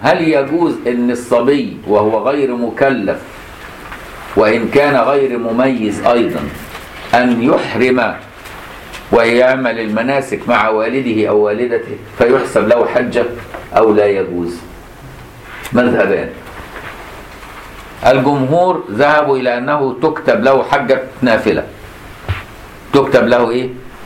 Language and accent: Arabic; Egypt; مدفون عندنا في مصر الحمد لله